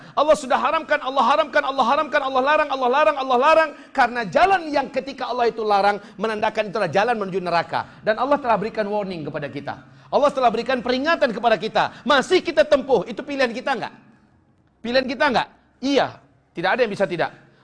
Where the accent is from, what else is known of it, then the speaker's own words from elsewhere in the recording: Pariaman, West Sumatra, Indonesia; born there; Saya lahir di kota Pariaman. Saya lahir sebagai anak Minang.